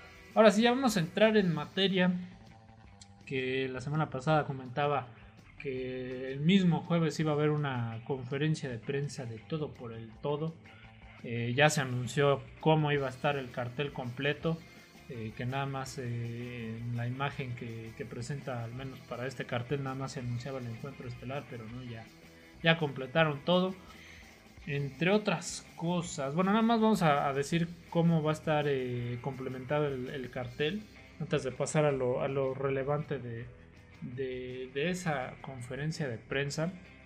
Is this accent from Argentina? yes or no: no; Mexico; Compatriota, sí, soy mexicano, gracias.